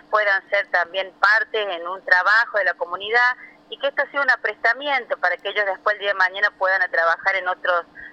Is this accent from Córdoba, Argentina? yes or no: yes; La Falda, Córdoba, Argentina; No, nosotros somos de La Falda y estamos atrás del hospital de La Falda.